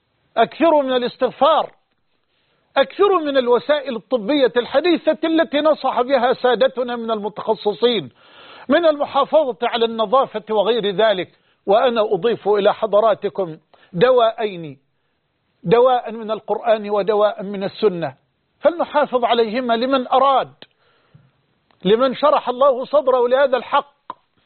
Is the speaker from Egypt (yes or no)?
yes; Egypt; أن يحفظ بلدنا مصر من هذا الوباء